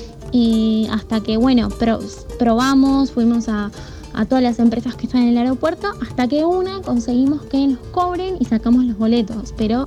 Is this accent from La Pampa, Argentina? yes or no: no; Temperley, Buenos Aires Province, Argentina; soy de Temperley